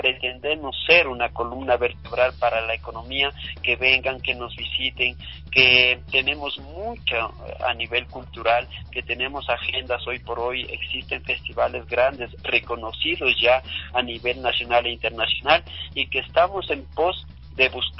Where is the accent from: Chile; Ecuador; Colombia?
Ecuador; este país que jamás puede verse sino que debe verse amado y por quienes somos ecuatorianos y somos ciudadanos del mundo